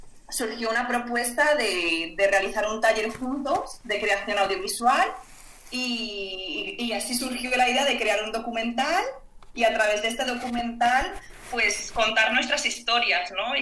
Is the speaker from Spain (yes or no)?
yes; Valencian Community, Spain; soy valenciana, soy nieta de agricultores